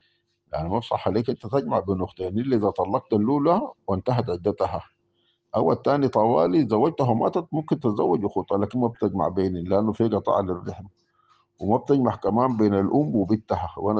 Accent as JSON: {"language": "Arabic", "country": "Sudan", "said": "نحن بالنسبه لفقه الاحوال الشخصيه عندنا في السودان كله ماخوذ"}